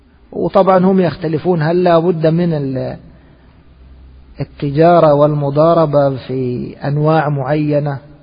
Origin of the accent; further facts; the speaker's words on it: Egypt; نحن أدركنا العملة في بلادنا مصر لما كانت من النحاس